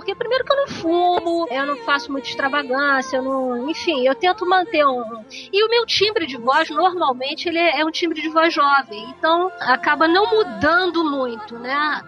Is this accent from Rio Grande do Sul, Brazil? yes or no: no; Rio de Janeiro, Brazil; Há 52 anos que eu sou do Rio.